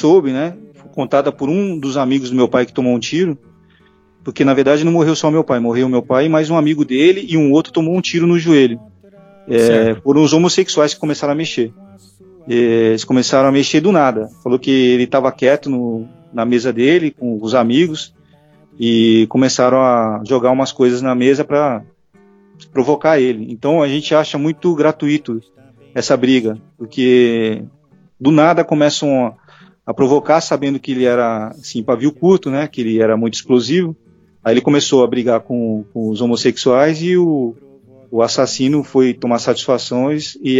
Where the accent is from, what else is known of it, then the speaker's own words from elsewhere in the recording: Santos, São Paulo, Brazil; Eu estou morando em São Paulo, mas eu vim passar essa quarentena aqui na casa da minha irmã, em Santos. E eu comecei a crescer aqui em Santos. E foi aqui que eu passei a maior parte da minha vida.